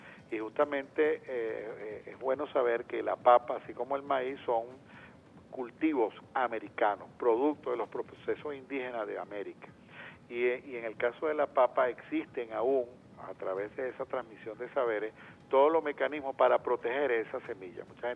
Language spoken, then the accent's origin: Spanish; Venezuela; para nosotros entendernos como venezolanos y venezolanas.